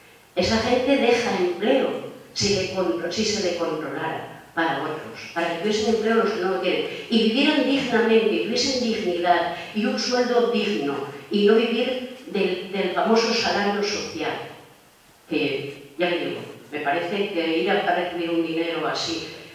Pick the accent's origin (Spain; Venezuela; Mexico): Spain; Y por lo visto, bueno, somos españoles.